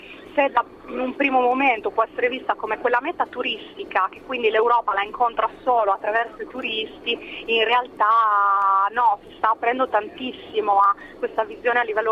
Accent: England, United Kingdom; Italian is a second language; io sì, vabbè, sono inglese, ma in realtà mi muovo liberamente anche a livello del mercato del lavoro

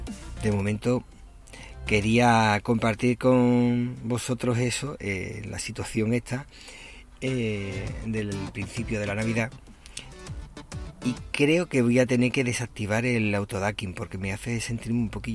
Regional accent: Andalusia, Spain; now in Málaga, Spain; al menos en la zona donde yo vivía, que era donde yo nací, en la parte de Cádiz. Sin embargo, aquí en Málaga supongo que algunos habrá, pero yo en la zona donde vivo no he conocido ninguno.

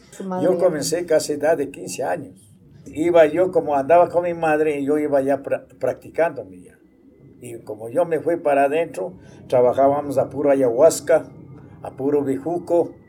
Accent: General Pinto, Pichincha, Ecuador; born there; Yo tengo 63 años. Soy nacido en General Pinto, porque mis madres eran partidario acá en Tumbaco, en Cunuyaco.

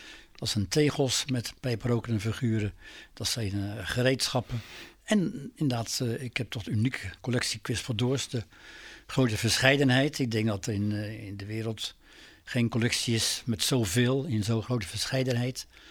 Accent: Vlaardingen, South Holland, Netherlands; born there; Ik ben in Vlaardingen geboren. Mijn ouders hadden een stoffenzaak op de Hoofdstraat.

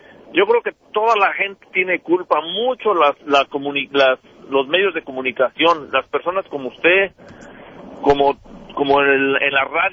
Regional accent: Mexico; Y yo soy mexicano y he ido para allá a México hace reciente.

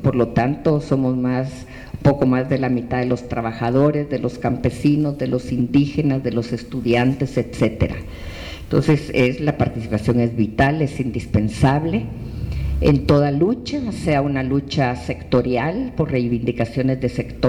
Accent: Guatemala; now in Mexico; los que siendo guatemaltecos tuvimos que llegar en algún momento a México como única posibilidad de salvar la vida

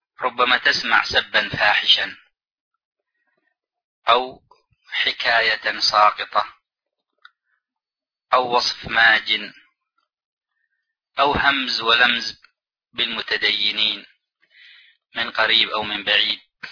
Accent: Yemen; كمجالس مثلا عندنا في اليمن القات

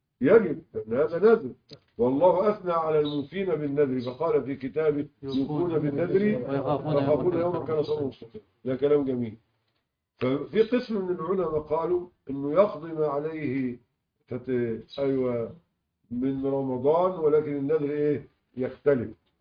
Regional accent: Egypt; معظم الناس عندنا في مصر طلعوها إيه؟

